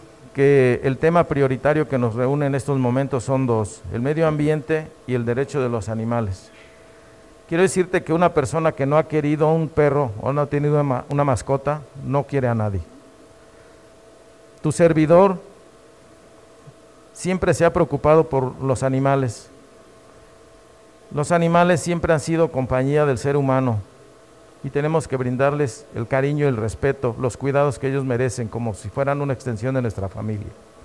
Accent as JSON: {"language": "Spanish", "town": "Cuilapan de Guerrero", "region": "Oaxaca", "country": "Mexico", "tie": "born or raised there", "said": "nacido hace 55 años aquí en Cuilapan de Guerrero."}